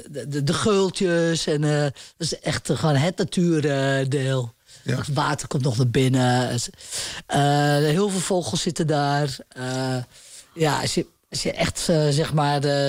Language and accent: Dutch; Ameland, Friesland, Netherlands; Ik ben zelf van Holvende Ameland, vind ik de mooiste.